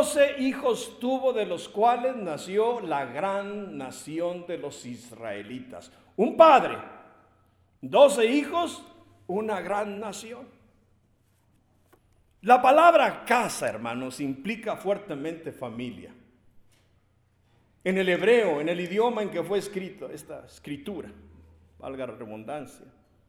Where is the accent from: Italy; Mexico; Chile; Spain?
Mexico; nuestro himno nacional mexicano, de los que somos mexicanos